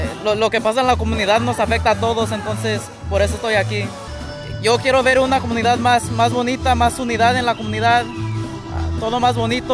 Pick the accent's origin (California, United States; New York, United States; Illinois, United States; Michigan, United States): California, United States; Los Angeles; vengo de Los Ángeles.